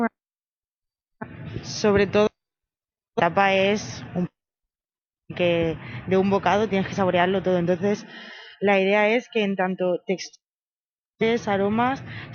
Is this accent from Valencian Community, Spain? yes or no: yes; Elche, Valencian Community, Spain; yo soy de aquí, de Elche